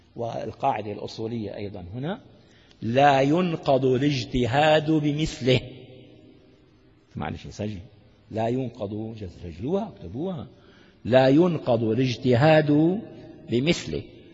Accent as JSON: {"language": "Arabic", "region": "Damascus Governorate", "country": "Syria", "said": "دعاني مرة أحدهم في إربيل من أهل الميدان عندنا في الشام"}